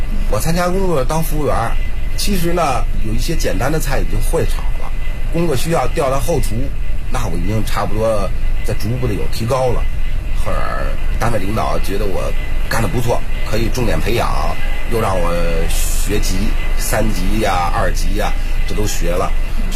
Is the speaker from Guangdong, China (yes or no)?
no; Beijing, China; 土生土长在北京，也没离开这前门地区